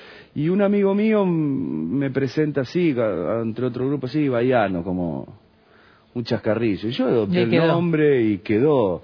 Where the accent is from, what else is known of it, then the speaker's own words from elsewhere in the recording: Argentina; No, soy argentino, es más que nada un apodo